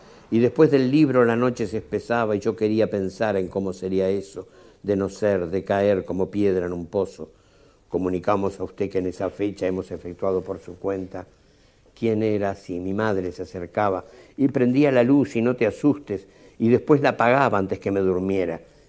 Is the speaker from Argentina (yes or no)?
no; Montevideo, Uruguay; Aunque nacido en una ciudad del interior, vivo en Montevideo desde los 4 años. Como mis personajes, soy un montevideano de clase media